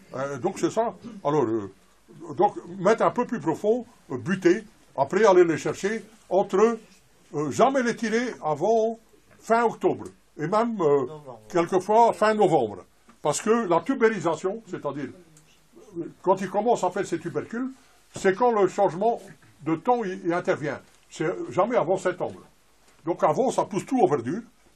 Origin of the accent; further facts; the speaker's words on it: Belgium; parce que je vois qu'il y a beaucoup de Français, moi je suis belge.